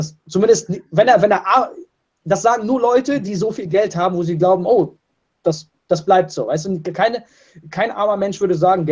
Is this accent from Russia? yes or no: yes; Russia; Leo und ich, wir kommen beide aus Russland